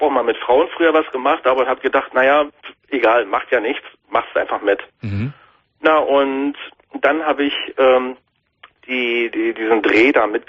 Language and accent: German; Berlin, Germany; also born or lived in Timmendorfer Strand; ich bin 2000 von Timmendorfer Strand nach Berlin gezogen, wo auch meine Heimatstadt ist